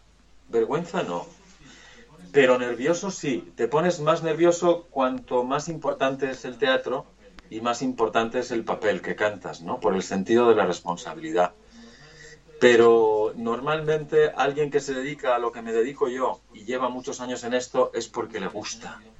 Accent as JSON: {"language": "Spanish", "town": "Bilbao", "region": "Basque Country", "country": "Spain", "said": "Mirad, yo provengo del País Vasco, de Bilbao."}